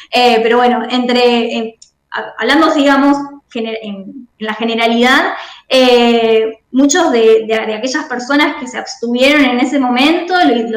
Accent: Rosario, Santa Fe, Argentina; Yo soy de Rosario, bueno, vivo a un par de cuadras de las islas

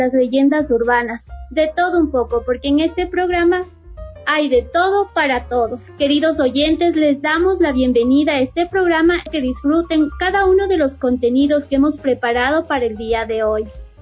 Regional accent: Riobamba, Chimborazo, Ecuador; Para contarte algo de mi ciudad natal, yo nací en Riobamba, ahí donde tenemos al hermoso Chimborazo.

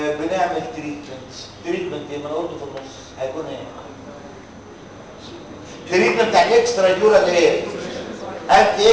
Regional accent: Egypt; ولغايه النهارده بتتنفذ عندنا في مصر

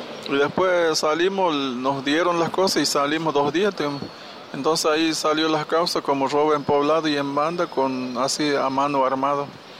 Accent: Formosa, Argentina; yo soy de Formosa, de la comunidad Huichi.

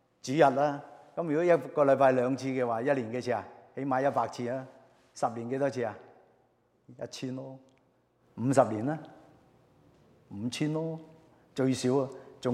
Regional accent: Hong Kong; 因為我嚟自香港嘅，所以我特別留意。

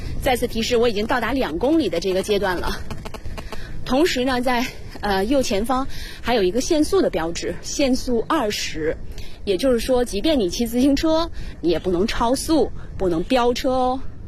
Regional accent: China; 我们中国人有一个习惯就是靠右行驶

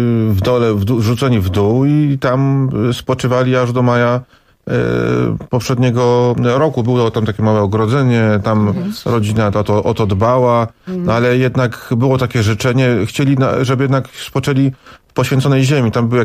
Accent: Markowa, Subcarpathian Voivodeship, Poland; pochodzę z tej miejscowości. Jestem nawet spokrewnionym z … bo była ona siostrą mojej babci i mamą chrzestną mojego taty.

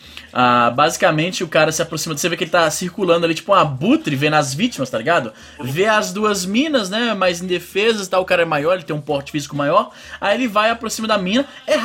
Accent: Ceará, Brazil; also born or lived in São Luís; que eu morei em São Luís, e muitos pensam que eu sou maranhense. Eu não sou maranhense, sou cearense. Morei no Maranhão por 3 anos. E no bairro onde eu morava, né, que era Coama

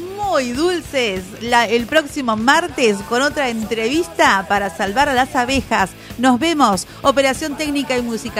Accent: General Rodríguez, Buenos Aires Province, Argentina; born there; moved away; yo nací acá en General Rodríguez, pero me fui a 500 kilómetros y hay muchas cosas que uno extraña.

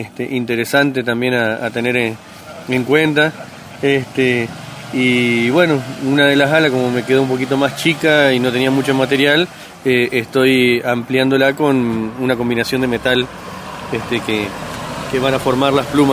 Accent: Colón, Entre Ríos, Argentina; Yo soy de la ciudad de Colón, Entre Ríos. Que también es una zona turística

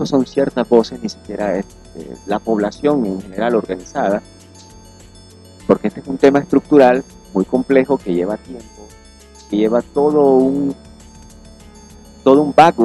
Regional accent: Bluefields, South Caribbean Coast Autonomous Region, Nicaragua; no tenemos carretera para ir a mi pueblo, por ejemplo, a Bluefield, no tenemos carretera.

